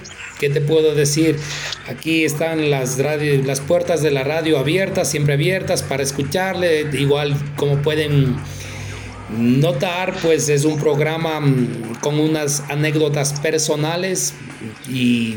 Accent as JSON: {"language": "Spanish", "town": "Ambato", "region": "Tungurahua", "country": "Ecuador", "tie": "born or raised there", "said": "me tomaré unas vacaciones para irme a esa bella ciudad, mi ciudad natal, ¿no? Lo que es Ambato."}